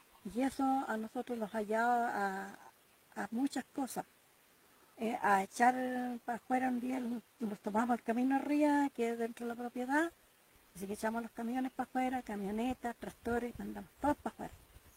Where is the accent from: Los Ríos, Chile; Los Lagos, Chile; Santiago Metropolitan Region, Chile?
Los Ríos, Chile; Tranquil; soy de aquí de Tranquil.